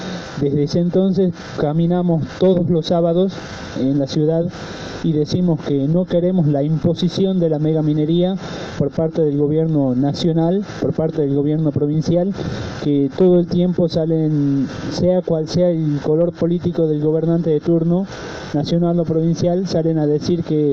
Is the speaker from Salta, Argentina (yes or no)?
no; Andalgalá, Catamarca, Argentina; soy de Andalgalá, Catamarca, de la Asamblea de la Liga Robo.